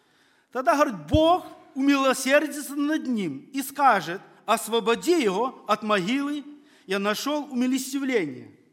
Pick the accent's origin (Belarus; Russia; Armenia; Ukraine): Belarus; Практически я вырос в Беларуси, в лесах, я знаю, где какие грибы.